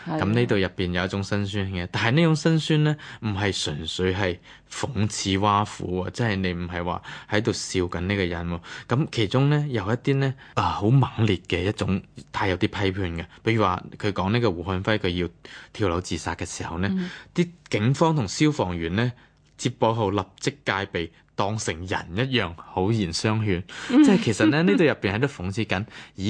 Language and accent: Cantonese; Hong Kong; 好多人其实我哋香港人都系噶